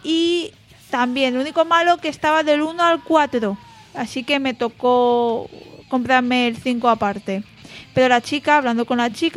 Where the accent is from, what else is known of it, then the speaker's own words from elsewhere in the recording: Alicante, Valencian Community, Spain; yo no soy de aquí, yo soy de Alicante, entonces puedo mirarlo, pero igualmente no puedo adquirirlo.